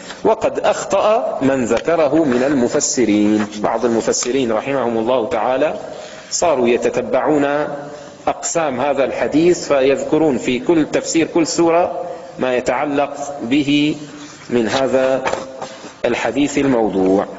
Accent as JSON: {"language": "Arabic", "region": "Levant", "country": "Syria", "said": "عندنا في الشام مثل عامي يستعمل في وصف الرجل الجاهل"}